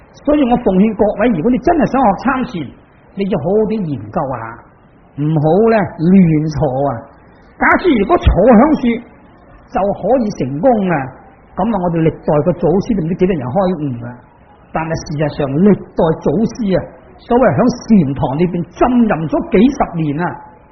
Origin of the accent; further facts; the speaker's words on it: China; 我哋中国人食饭嘅，但系嗰啲外国人食面包